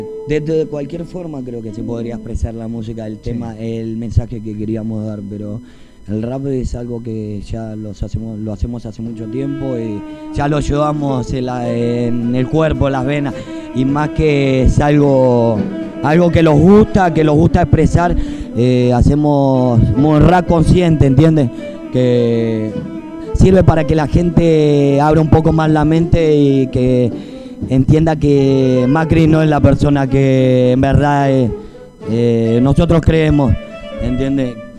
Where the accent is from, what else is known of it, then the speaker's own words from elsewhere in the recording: Argentina; Yo no soy cancerbero ni bico, sí, pero soy argentino y bien sincero.